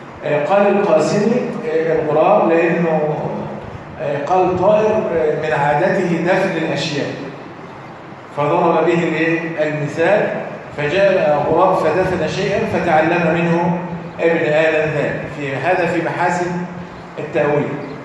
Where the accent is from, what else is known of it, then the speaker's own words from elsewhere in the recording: Egypt; يعني بنسميها عندنا في مصر الإيه؟ الحانوتي.